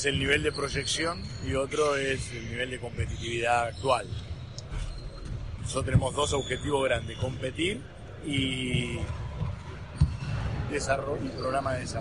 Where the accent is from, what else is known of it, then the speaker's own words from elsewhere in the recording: Argentina; Y pero no te olvides que somos argentinos, digamos.